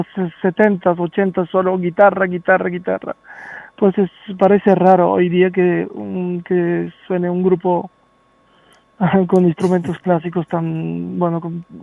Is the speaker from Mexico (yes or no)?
no; Sofia, Sofia City, Bulgaria; Spanish is a second language; Yo soy de Bulgaria, de Sofía.